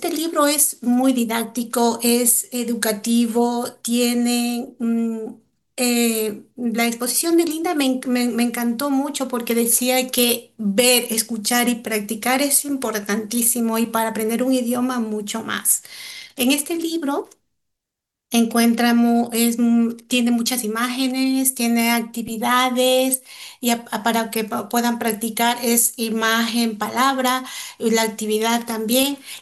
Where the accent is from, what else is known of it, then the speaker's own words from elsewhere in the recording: Ecuador; now in Spain; Soy ecuatoriana y vivo aquí en España 25 años, que es la le considero mi segunda patria.